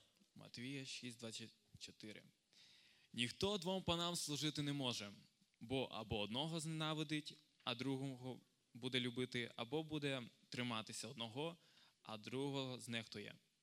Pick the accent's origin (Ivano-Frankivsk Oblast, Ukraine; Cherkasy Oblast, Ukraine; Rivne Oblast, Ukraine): Rivne Oblast, Ukraine; Stepan; Я сам з Рівненської області. Із Степаня.